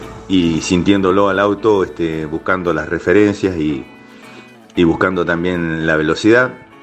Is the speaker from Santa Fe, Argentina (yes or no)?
no; Embajador Martini, La Pampa, Argentina; de Embajador Martín y La Pampa.